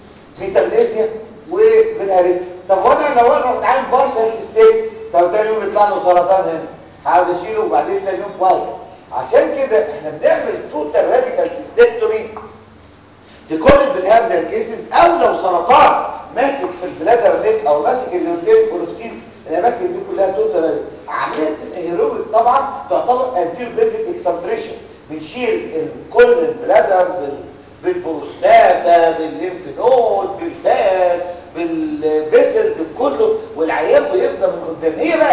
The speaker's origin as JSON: {"language": "Arabic", "country": "Egypt", "said": "كل ده كلام ابليكابل عندنا في مصر"}